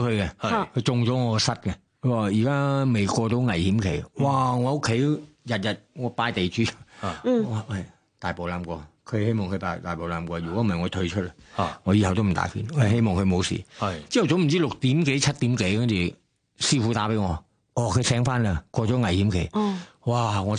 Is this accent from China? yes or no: no; Thailand; 我系泰国人啊嘛。